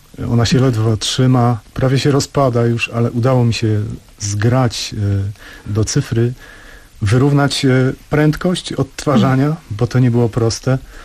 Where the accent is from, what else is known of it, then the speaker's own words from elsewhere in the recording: Sejny, Podlaskie Voivodeship, Poland; Ja urodziłem się i wychowałem nad rzeką Marychą. To jest rzeka przepływająca przez Sejny.